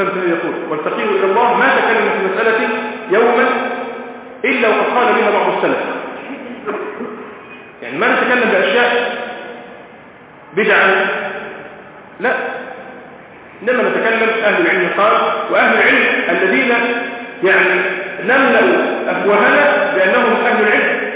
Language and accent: Arabic; Egypt; بس ده اللي يحصل عندنا في مصر دلوقتي